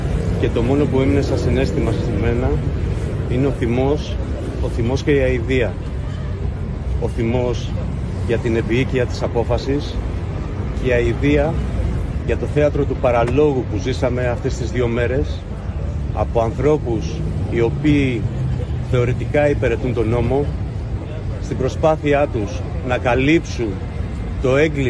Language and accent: Greek; Greece; Αισθάνομαι ντροπή που είμαι Έλληνας, που είμαι σε μια χώρα που γεννήθηκε η δημοκρατία, η δικαιοσύνη και ο πολιτισμός, όταν συμβαίνουν τέτοια πράγματα στην πατρίδα μου.